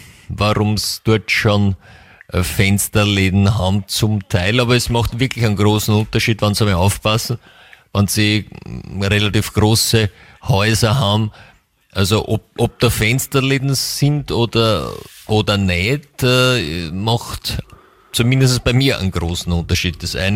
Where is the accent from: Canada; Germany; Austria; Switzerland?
Austria; Vienna; für mich als, zumindest als Wienerin, hat es schon ein klar südliches Flair